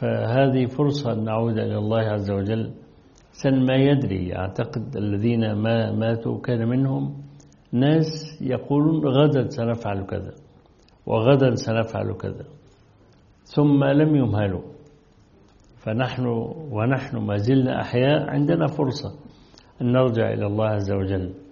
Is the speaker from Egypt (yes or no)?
yes; Egypt; وصل حتى إلى الإسكندرية عندنا في مصر